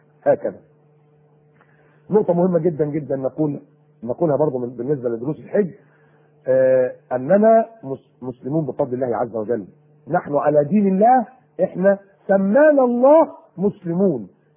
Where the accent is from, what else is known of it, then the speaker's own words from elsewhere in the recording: Egypt; بيقولوا إن إحنا فراعنة وأصلنا كمصريين فراعنة